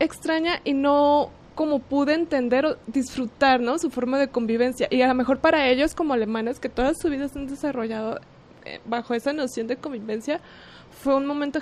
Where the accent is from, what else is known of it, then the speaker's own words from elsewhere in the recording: Mexico; a pesar de que somos mexicanas, pues cada una tiene sus rasgos muy particulares.